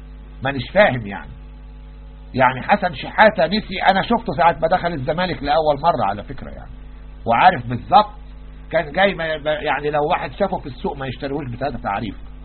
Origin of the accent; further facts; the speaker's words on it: Egypt; يعني عندنا نوادي أجنبية في مصر